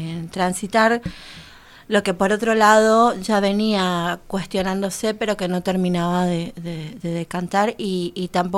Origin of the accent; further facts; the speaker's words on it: Paraguay; soy paraguaya, vivo... Estoy parecida en la ciudad, pero estoy fuera de la ciudad. Hace 18, 19 años.